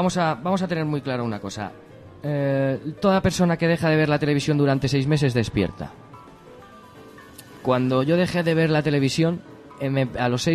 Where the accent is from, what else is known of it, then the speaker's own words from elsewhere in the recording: Madrid, Community of Madrid, Spain; yo soy de mi barrio, soy de La Lipa y vivo en Vallecas.